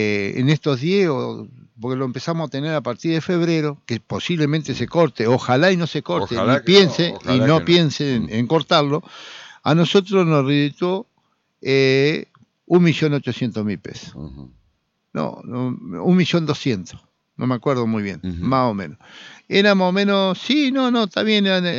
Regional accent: Argentina; Me preocupa como argentino, me preocupa por la entrega, claro, la entrega al país.

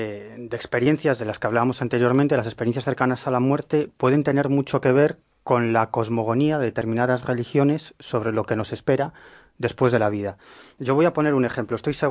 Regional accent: Galicia, Spain; Yo siempre digo que soy un gallego del sur.

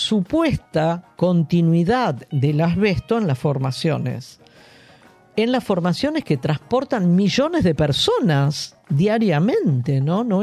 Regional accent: Buenos Aires, Argentina; Las medidas de fuerza, lamentablemente, como porteños, las vivimos y las padecemos

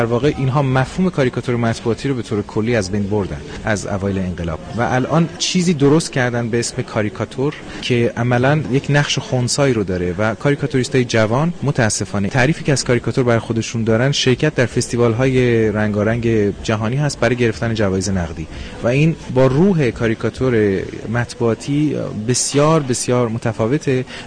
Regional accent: Rasht, Gilan, Iran; من در شهری به دنیا اومدم که مردمش معروف هستن به خوشبینی. من رشتی هستم

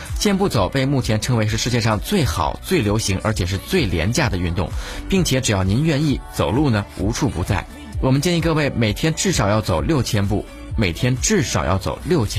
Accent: China; 我们中国人都有一个放风筝的习惯

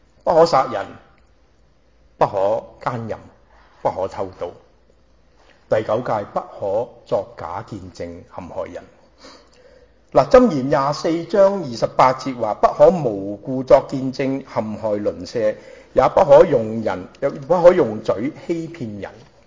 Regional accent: Hong Kong; born there; 我呢就係上海人，喺香港出世。

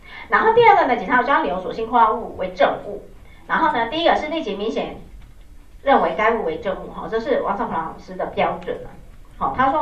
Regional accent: Taiwan; 你看我们台湾人都真的

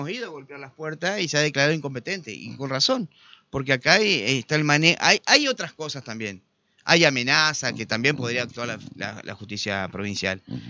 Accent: Concordia, Entre Ríos, Argentina; No, pero la gente sabe, somos de Concordia.

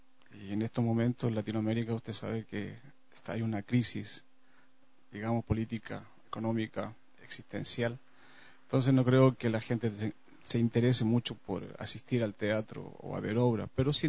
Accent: Chile; now in Ecuador; cabe recordar que soy chileno, me crié en una dictadura y en ese marco histórico encontré la danza

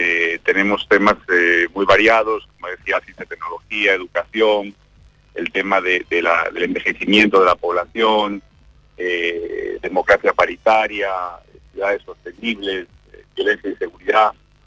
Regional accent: Galicia, Spain; now in Uruguay; es un país maravilloso para vivir, y donde yo como gallego encuentro muchísimas cosas en común, ¿no?, con lo que es mi vida, mi familia y mi origen.

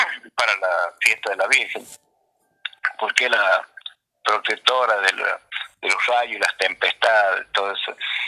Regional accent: Santa Bárbara, La Rioja, Argentina; yo les digo que mi pueblo es Santa Bárbara, está muy cerca de Chamical

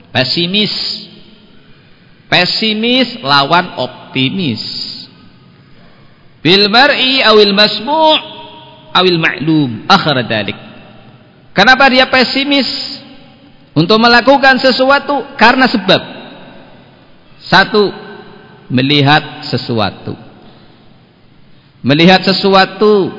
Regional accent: Banyumas, Central Java, Indonesia; Kalau kita orang Banyumas, kalau hari Sabtu itu pantangan untuk melakukan apa?

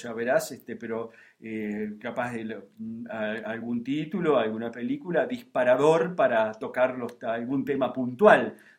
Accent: Necochea, Buenos Aires Province, Argentina; somos todos aquí de Necolandia, quienes hacemos el programa

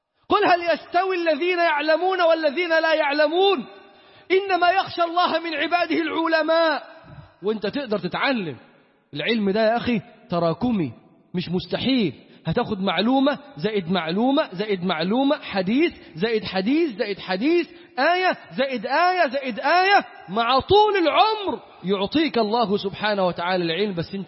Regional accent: Upper Egypt, Egypt; بنلبس عمة الصعايدة بتاعتنا دي، هي دي بتاعتنا اللي نعرف.

